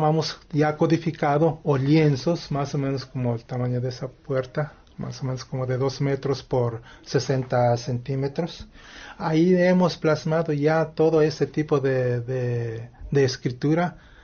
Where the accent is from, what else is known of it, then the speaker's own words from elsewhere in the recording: Mexico; first language Nahuatl; Spanish is a second language; como la lengua náhuatl es mi lengua materna